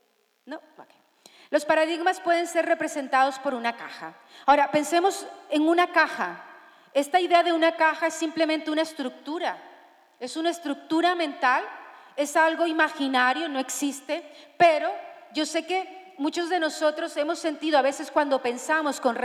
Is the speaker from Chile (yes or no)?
no; Colombia; now in Spain; yo soy una colombiana rara, yo no sé cocinar platos típicos de Colombia